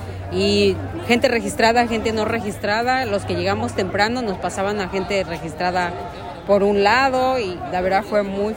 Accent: Mexico; moved away as an adult; Nunca había votado porque me vine de México muy joven, a los 20 años, y no había elecciones.

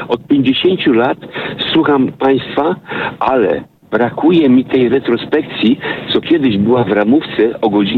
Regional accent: Wrocław, Lower Silesian Voivodeship, Poland; Ponieważ ja jestem z Wrocławia

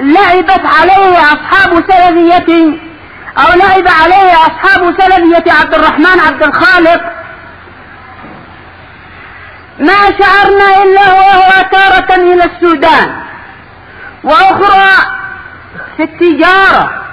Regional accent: Yemen; عندنا باليمن كان بعض الشباب قد أصبح مؤلفا وأصبح محققا

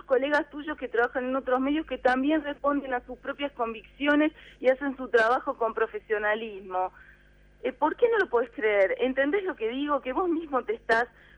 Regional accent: Buenos Aires, Argentina; la ciudad de Buenos Aires, sobre todo, que es donde yo nací, fui criada, son los bares

